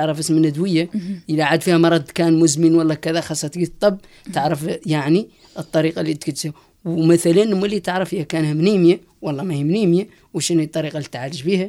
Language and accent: Arabic; Western Sahara; احنا مجتمع صحراوي في مخيمات اللاجئين